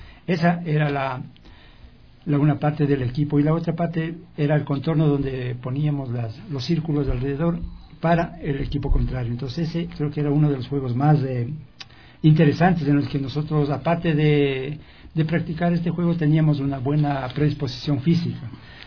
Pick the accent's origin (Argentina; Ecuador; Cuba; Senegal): Ecuador; Tabacundo, Pichincha; cuando yo ejercía ya la profesión de periodista en mi tierra, en Tabacundo